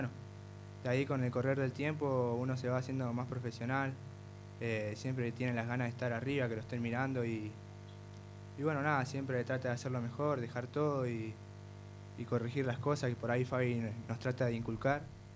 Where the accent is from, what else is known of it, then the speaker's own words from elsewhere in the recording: Santa Cruz, Argentina; now in Buenos Aires, Argentina; De Santa Cruz.